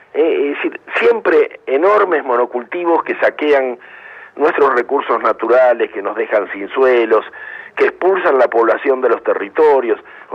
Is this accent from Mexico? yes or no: no; Argentina; Nadie como los argentinos tiene una ingesta de transgénicos.